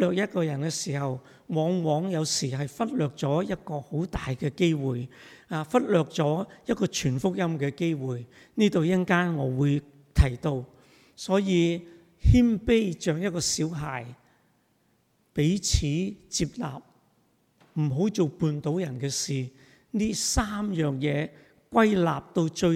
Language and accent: Chinese; China; 我們中國人有句很有趣的說話，曹操都有什麼知心友，是不是？